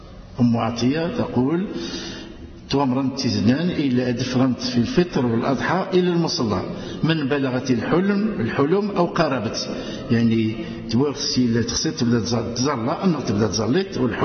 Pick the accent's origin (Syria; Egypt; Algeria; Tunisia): Algeria; نرفع أكف الدعاء إلى أدي زنزل الأمن والهنا في بلادنا الجزائرية